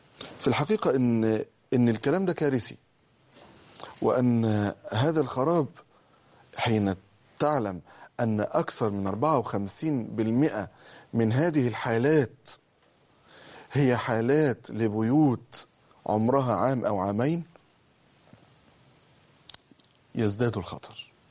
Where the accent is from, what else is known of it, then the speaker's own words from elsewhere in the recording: Egypt; بقدر ما هزتني هذه الكلمات أن بلدنا مصر هي أكثر بلد في الدنيا فيها طلاق.